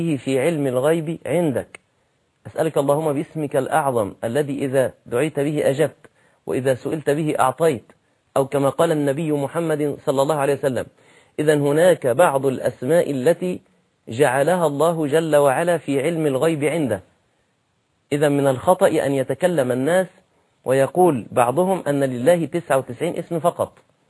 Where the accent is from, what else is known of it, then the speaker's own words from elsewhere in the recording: Egypt; نعم أنت دي لغتك وده المتعارف عليه في بلدك زي عندنا في مصر